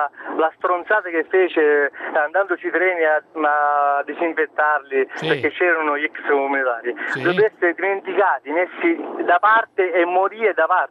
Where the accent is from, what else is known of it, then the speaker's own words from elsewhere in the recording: Sicily, Italy; Allora, dicevo, da siciliano, facevo questa considerazione.